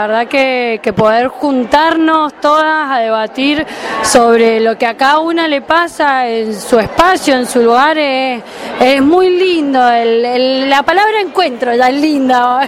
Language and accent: Spanish; Mendoza, Argentina; de Mendoza.